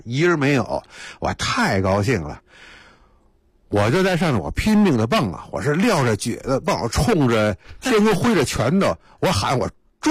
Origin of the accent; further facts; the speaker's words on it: Beijing, China; 所以北海对我们北京人来说，那就更熟悉了嘛。